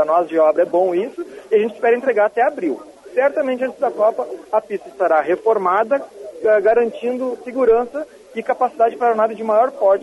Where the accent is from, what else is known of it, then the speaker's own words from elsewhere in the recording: Porto Alegre, Rio Grande do Sul, Brazil; Eu venho de Porto Alegre, uma cidade do sul do país